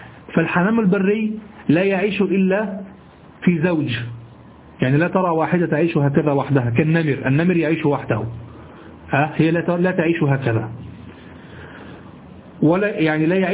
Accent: Egypt; اليمام الذي نعرفه في مصر نحن باليمام

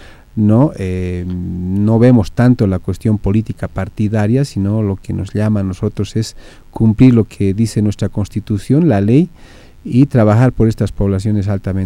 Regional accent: Bolivia; nuestro corazoncito como boliviano siempre nos va pues a exigir o a pedir que nuestra selección haga un buen papel

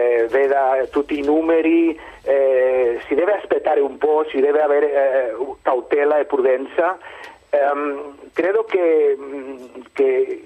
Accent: Catalonia, Spain; Allora, io sono della Catalogna

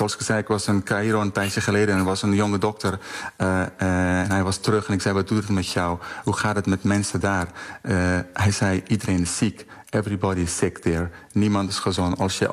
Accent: Afghanistan; ik kom zelf uit Afghanistan

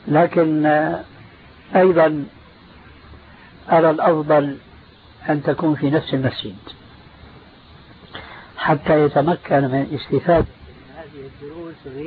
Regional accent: Damascus, Damascus Governorate, Syria; كان عندنا في دمشق مروج موقوفة لرعاية الخيل

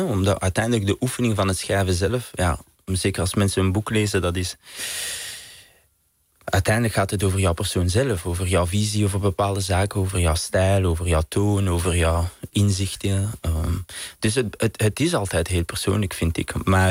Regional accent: Vilvoorde, Flanders, Belgium; ik ben van Vilvoorde naast Brussel.

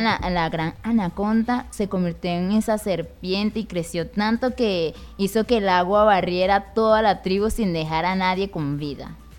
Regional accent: Venezuela; así somos los venezolanos, ¿qué vamos a hacer?

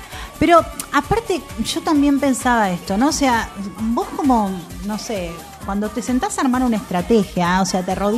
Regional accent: Argentina; adaptalo a lo que sería un país como somos Argentina

